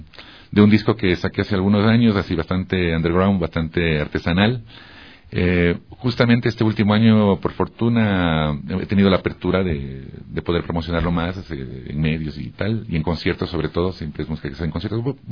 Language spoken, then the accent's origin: Spanish; Ecuador; no necesito irme, ponerme un poncho para decir que soy ecuatoriano